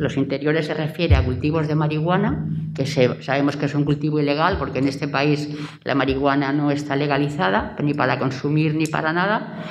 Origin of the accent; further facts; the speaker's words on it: Barcelona, Catalonia, Spain; now in Granada, Spain; Yo vengo de Barcelona. He estado toda mi vida laboral en Cataluña y, en fin, yo no conocía Granada.